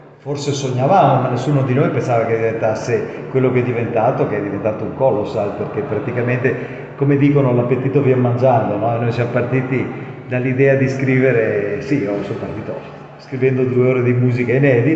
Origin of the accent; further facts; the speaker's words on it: Veneto, Italy; io sono veneto e voglio un altro veneto che mi fa la copertina